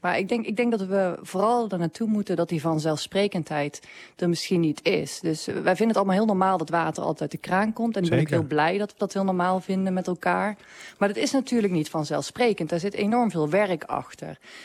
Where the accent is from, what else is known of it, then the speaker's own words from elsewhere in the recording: Gelderland, Netherlands; Ja, ik ben hier van de Veluwe, hè.